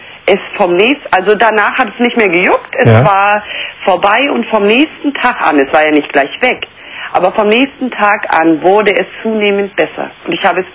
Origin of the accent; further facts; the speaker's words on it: East Germany, Germany; also ich bin aus der DDR, das war damals noch 20 Ostmark.